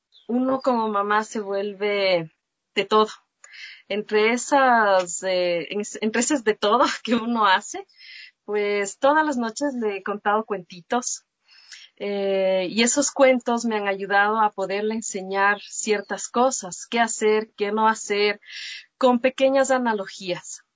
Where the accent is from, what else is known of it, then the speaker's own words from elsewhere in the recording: Ambato, Tungurahua, Ecuador; Bueno, yo soy ambateña, tengo 34 años